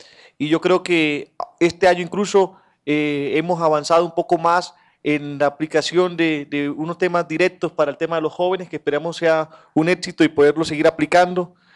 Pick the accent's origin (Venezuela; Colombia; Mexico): Colombia; de Colombia. Sí, sí. Primero que todo, darle las gracias y por estar hoy entre ayer y hoy en mi país. Sean ustedes bienvenidos. Para nosotros en Colombia